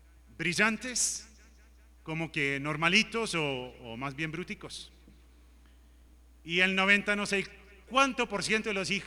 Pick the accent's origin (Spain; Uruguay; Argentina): Uruguay; born or raised there